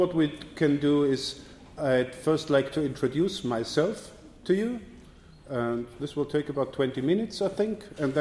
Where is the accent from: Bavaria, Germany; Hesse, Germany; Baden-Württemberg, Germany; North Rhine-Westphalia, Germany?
Bavaria, Germany; Yes, and I come from Bavaria. It's a part of Germany, Bavaria.